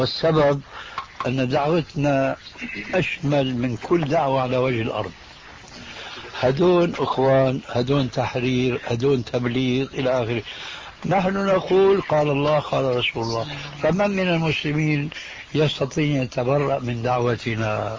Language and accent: Arabic; Syria; ونحن عندنا في الشام